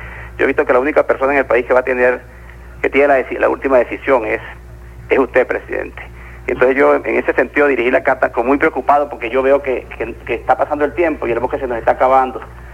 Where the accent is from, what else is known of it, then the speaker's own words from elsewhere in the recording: Barinas, Venezuela; now in Mérida, Venezuela; De Santa Bárbara, pero criado en el barrio Coromoto.